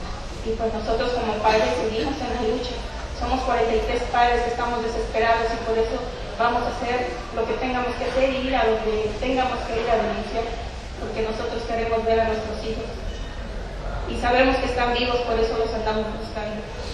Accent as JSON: {"language": "Spanish", "country": "Mexico", "said": "Nosotros como mexicanos y como padres que tenemos hijos desaparecidos"}